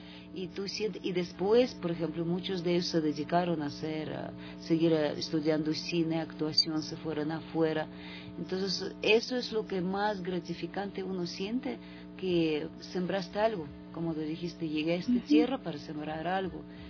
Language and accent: Spanish; Russia; Spanish is a second language; moved away; Yo soy rusa, vivo aquí 25 años, pero realmente de rusa quedó solo acento, porque realmente